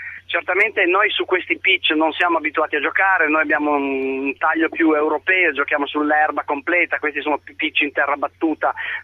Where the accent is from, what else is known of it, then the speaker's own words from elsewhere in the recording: Turin, Piedmont, Italy; Ma io sono di Torino, sono un modesto tifoso, molto poco appassionato, diciamo, di calcio